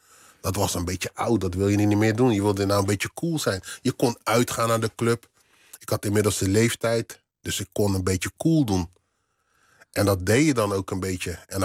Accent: Rotterdam, South Holland, Netherlands; want ik kwam uit Rotterdam-West

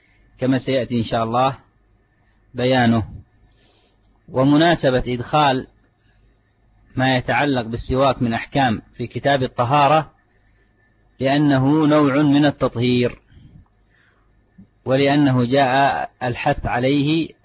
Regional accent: Yemen; هذا موجود عندنا في اليمن

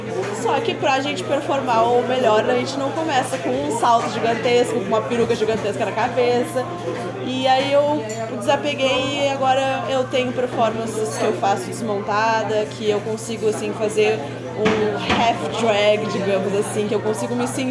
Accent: Porto Alegre, Rio Grande do Sul, Brazil; Eu morava antes mais perto da Zona Norte, ali pelo Jardim Botânico. Mas isso foi bem no início da minha infância, então não lembro muito dali. Depois eu fui pro Moinhos de Vento. E depois agora eu vim morar sozinha mesmo na Cidade Baixa

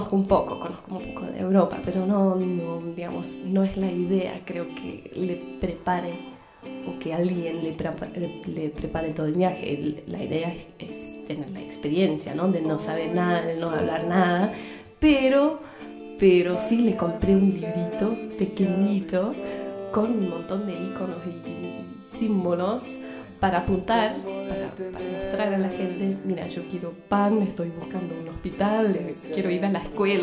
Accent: Belgium; accent: Argentine; Yo soy belga, pero tengo un corazón medio argentino

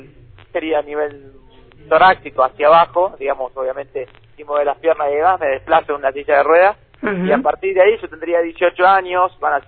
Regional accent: Neuquén, Argentina; born there; Tengo 27 años, soy nacido en Neuquén

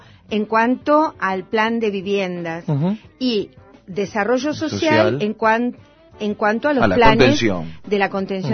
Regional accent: Buenos Aires, Argentina; En mi barrio, yo soy de Villa Crespo

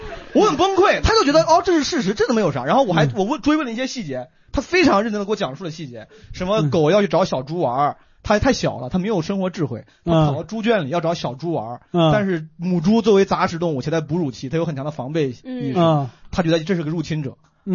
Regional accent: Zhengzhou, Henan, China; 就是我河南郑州土生土长

